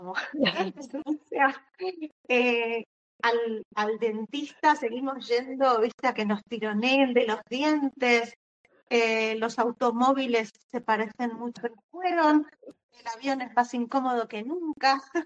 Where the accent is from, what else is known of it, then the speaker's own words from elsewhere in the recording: Argentina; es como un elemento inevitable siendo escritora argentina, tener incorporada la precariedad laboral.